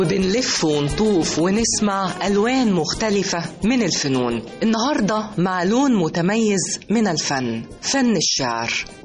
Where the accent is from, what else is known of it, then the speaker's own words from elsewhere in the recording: Egypt; كان يمكن لها أثر كبير على وجداننا كلنا كمصريين